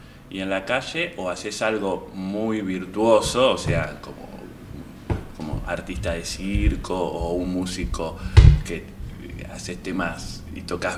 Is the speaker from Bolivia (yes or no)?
no; Uruguay; now in Argentina; Vengo de Uruguay en realidad